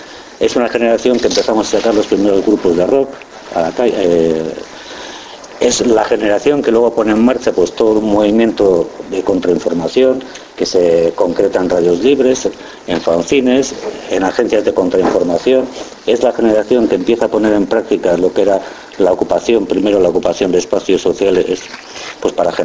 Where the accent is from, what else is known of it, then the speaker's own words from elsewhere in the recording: Basque Country, Spain; Éramos jóvenes, éramos vascos y vivíamos reprimidos como jóvenes y como vascos.